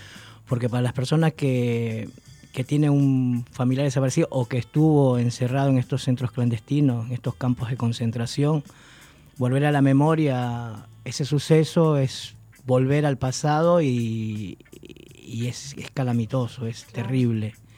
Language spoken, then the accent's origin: Spanish; Ecuador; moved away as an adult; now in Argentina; Yo soy de Ecuador, desde el 96 cumplí 20 años, ahora el 12 de febrero, de vivir en Argentina. Y siempre, yo tengo 52 años, voy a cumplir 53. Y en los años 80, que nos tocó exiliarnos de Ecuador a muchos